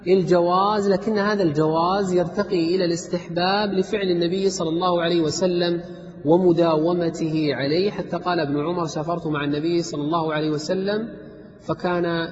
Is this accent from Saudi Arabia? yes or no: yes; Riyadh, Riyadh Province, Saudi Arabia; من ذهب إلى المطار عندنا في الرياض، المطار في الرياض خارج عامر البلد